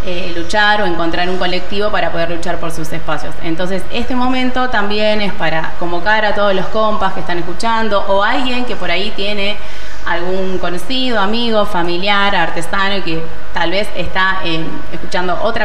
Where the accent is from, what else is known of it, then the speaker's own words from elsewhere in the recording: Avellaneda, Buenos Aires Province, Argentina; Y, yo soy de Avellaneda, claro, los voy a recibir.